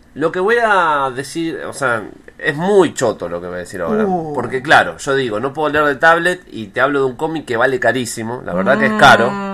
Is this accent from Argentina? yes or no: yes; Zárate, Buenos Aires Province, Argentina; born there; Nací en Zárate.